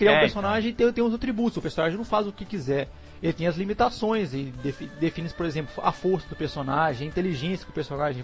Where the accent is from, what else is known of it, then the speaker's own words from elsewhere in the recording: Minas Gerais, Brazil; Eu sou de Minas Gerais. E aqui em Minas Gerais